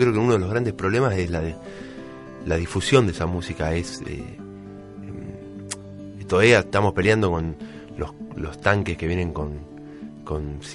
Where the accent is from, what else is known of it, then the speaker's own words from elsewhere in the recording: Berazategui, Buenos Aires Province, Argentina; also born or lived in Quilmes; nací en Quilmes, como muchos berazateguenses. Sí. Nací en Quilmes y... después mi barrio era 29 y Mitre, que es Villa Mitre. Yo siempre dije que era Villa Mitre, pero en realidad creo que el barrio estrictamente es Berazategui.